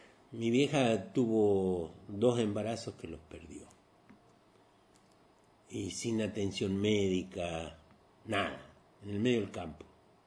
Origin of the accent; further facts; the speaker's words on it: La Tablada, Buenos Aires Province, Argentina; Pero en realidad nacimos acá y de acá nos llevaron enseguida a La Tablada al otro día. Así que en el acta de nacimiento figura Capital Federal, pero nosotros somos bonaerenses.